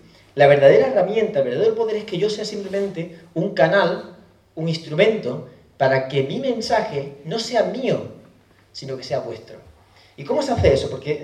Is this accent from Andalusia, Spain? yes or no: yes; Cádiz, Andalusia, Spain; Yo soy de Cádiz y pongo la playa, porque me he criado en la playa.